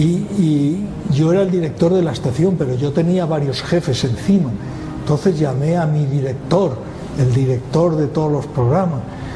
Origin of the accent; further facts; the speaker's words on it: Spain; Oye, ¿cómo hablas tan mal inglés? Y yo, es que soy español.